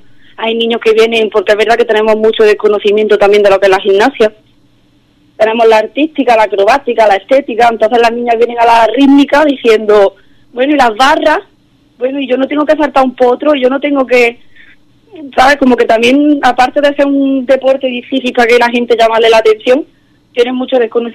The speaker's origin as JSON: {"language": "Spanish", "town": "Archidona", "region": "Andalusia", "country": "Spain", "tie": "born or raised there", "said": "intenté meterme poco a poco en el club que había en mi pueblo, en Archidona"}